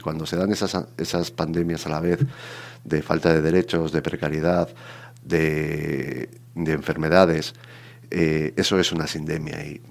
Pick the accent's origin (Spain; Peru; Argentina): Spain; mi lengua materna es el castellano. Yo aprendí en casa en castellano, en la escuela pública, por los años que ya tenemos y que empezamos a dejar de ser algo jóvenes, estudié todo en castellano. Entonces, el euskera lo aprendí con la edad.